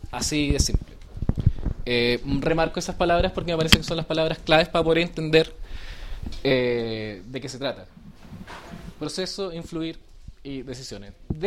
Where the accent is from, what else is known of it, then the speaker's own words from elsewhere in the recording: Santiago, Santiago Metropolitan, Chile; Vengo de Chile, de Santiago.